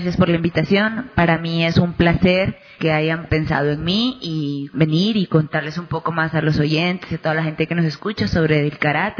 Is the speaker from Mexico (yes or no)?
no; Ecuador; tengo 29 años, practico karate ya hace 13 años, soy ecuatoriana, pero mi madre es colombiana. Madre colombiana, padre ecuatoriano